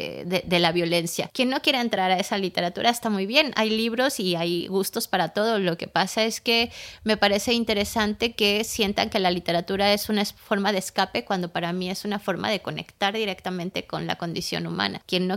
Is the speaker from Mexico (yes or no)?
yes; Mexico; now in Madrid, Spain; Soy mexicana, pero soy madrileña, ¿no?